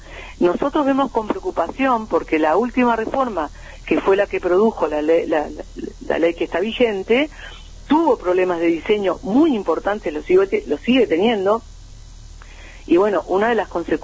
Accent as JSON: {"language": "Spanish", "country": "Uruguay", "said": "nosotros, como pueblo uruguayo, como trabajadores"}